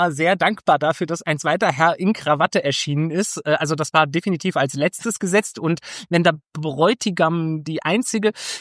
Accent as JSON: {"language": "German", "region": "East Germany", "country": "Germany", "said": "ich komme ja aus dem Osten und ich bin gegen Verschwendung, weil wir hatten ja früher nichts"}